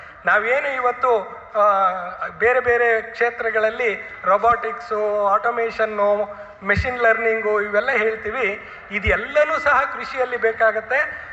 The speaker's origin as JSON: {"language": "Kannada", "region": "Karnataka", "country": "India", "said": "ನಾವು ಕರ್ನಾಟಕದವರು"}